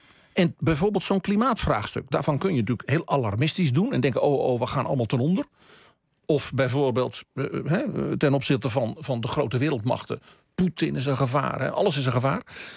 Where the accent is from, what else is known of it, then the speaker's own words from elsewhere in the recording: Netherlands; Omdat wij dus misschien als Nederlanders in Europa een beetje eenkennig zijn